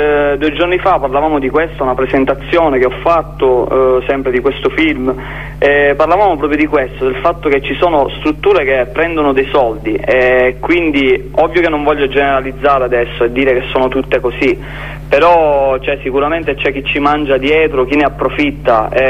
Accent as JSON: {"language": "Italian", "town": "Noto", "region": "Sicily", "country": "Italy", "said": "nel paesino qua vicino a dove abito io sono di Noto, Pachino"}